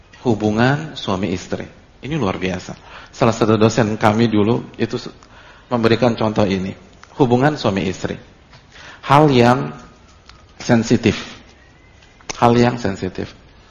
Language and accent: Indonesian; Jakarta, Indonesia; Saya dari kecil sampai SMA itu di Jakarta, omongannya logo-logua. Habis itu pondok 2 tahun, terus setelah itu 5 tahun lagi.